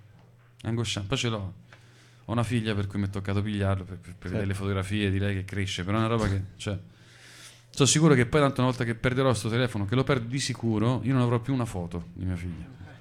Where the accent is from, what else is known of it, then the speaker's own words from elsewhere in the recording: Tuscany, Italy; in un ambiente che potrebbe essere quello di una Toscana valdarnese, da dove vengo io